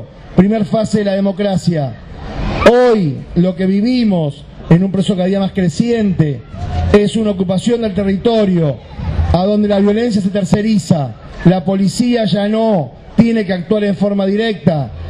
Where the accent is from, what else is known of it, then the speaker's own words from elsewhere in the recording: Florencio Varela, Buenos Aires Province, Argentina; yo provengo de Florencio Varela